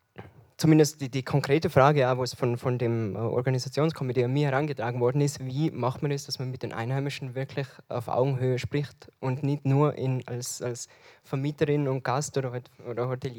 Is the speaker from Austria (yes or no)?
yes; Alpbach, Tyrol, Austria; ich bin in Alpbach aufgewachsen